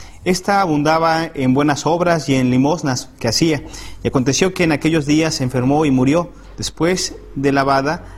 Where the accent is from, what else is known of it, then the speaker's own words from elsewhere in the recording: Mexico City, Mexico; originario de la Ciudad de México, y soy estudiante de cuarto año de Teología.